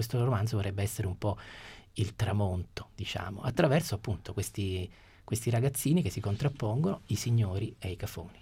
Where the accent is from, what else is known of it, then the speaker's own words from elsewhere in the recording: Apulia, Italy; è ambientato nel Salento, che è un po' la mia terra